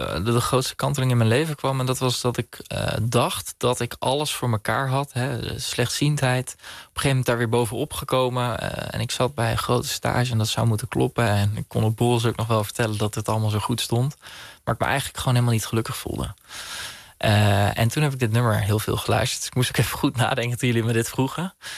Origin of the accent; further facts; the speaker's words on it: Bunnik, Utrecht, Netherlands; ik in mijn jonge jaren in Bunnik opgegroeid ben tegenover een schoolplein.